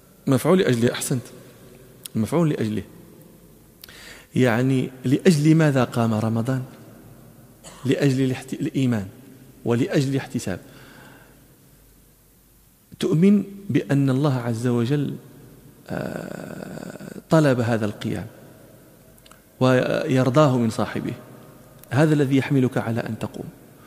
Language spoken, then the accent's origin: Arabic; Morocco; ونحن في التراويح عندنا في المغرب